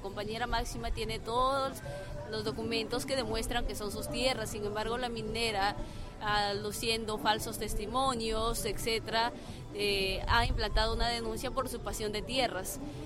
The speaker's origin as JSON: {"language": "Spanish", "region": "Lambayeque", "country": "Peru", "said": "soy de Lambayeque"}